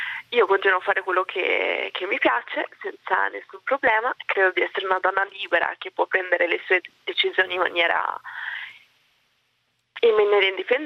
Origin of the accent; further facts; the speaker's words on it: Padua, Veneto, Italy; io sono nata e cresciuta a Padova e mi considero italiana al 100%